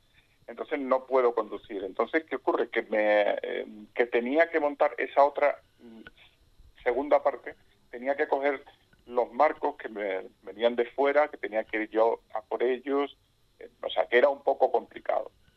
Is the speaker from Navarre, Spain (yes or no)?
no; Extremadura, Spain; now in Cádiz, Spain; yo soy de Extremadura, como ya hemos dicho. Vivo en Cádiz, ciudad, en Cádiz capital, porque mi mujer es de Cádiz y mi hijo es de Cádiz, con lo cual yo también soy un poco de Cádiz desde hace como casi 20 años.